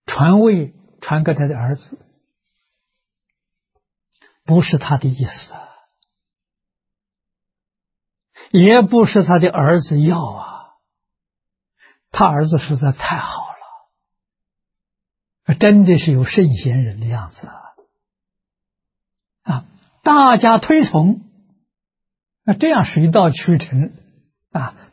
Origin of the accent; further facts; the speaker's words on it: China; 我们中国人讲虚岁啊，80岁